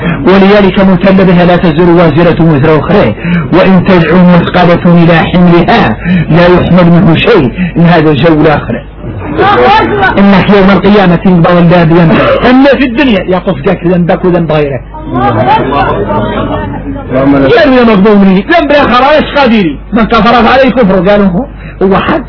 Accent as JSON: {"language": "Arabic", "country": "Mauritania", "said": "احنا موريتاني ايوه"}